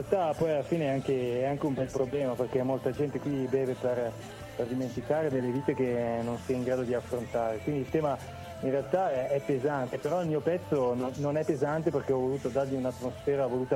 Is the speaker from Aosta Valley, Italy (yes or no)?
yes; Aosta Valley, Italy; io vengo dalla realtà valdostana, sono valdostano.